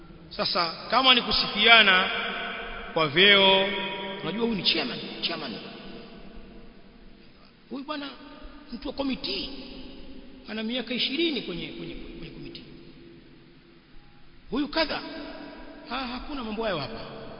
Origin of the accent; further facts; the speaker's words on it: Tanga, Tanga Region, Tanzania; Baadhi ya misikiti kama kule kwetu Tanga